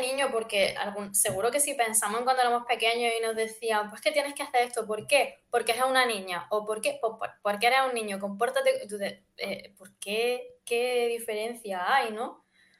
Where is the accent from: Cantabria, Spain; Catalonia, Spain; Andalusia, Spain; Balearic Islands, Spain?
Andalusia, Spain; pues yo por ejemplo que soy de Andalucía, para mí lo de que te den una ramita de romero para la suerte es como muy común.